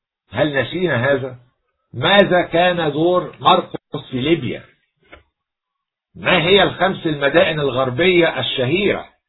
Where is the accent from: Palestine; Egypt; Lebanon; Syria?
Egypt; نتباهى كمصريين